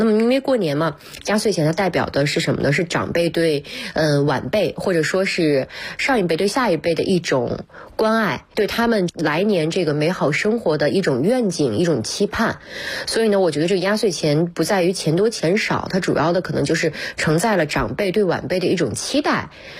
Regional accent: Beijing, China; 因为我家就是北京的

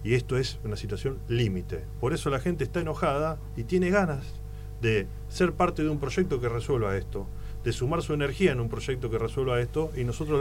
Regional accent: Rosario, Santa Fe, Argentina; Soy de Rosario y camino a la ciudad de Rosario, como siempre lo he hecho, y recorrí toda la provincia de Santa Fe

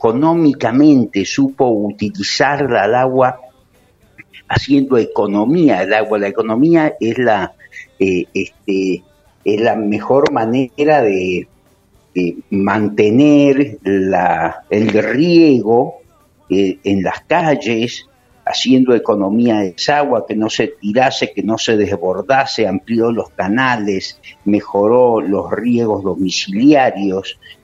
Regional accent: Mendoza, Argentina; Bueno, yo soy de Mendoza

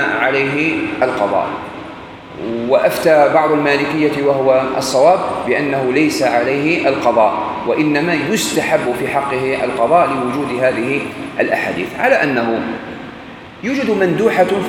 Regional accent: Algeria; في أكلة احنا عندنا في الجزائر تشبهها

